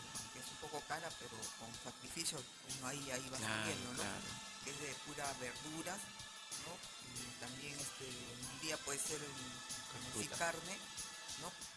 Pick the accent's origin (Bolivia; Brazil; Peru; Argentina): Peru; Callao; also born or lived in Ancón; yo soy nacida en Ancón, pero por ellos soy chalaca ya ahorita, porque todos nos dijeron acá en el Callao, ¿no? Entonces ya yo me radiqué acá en el Callao.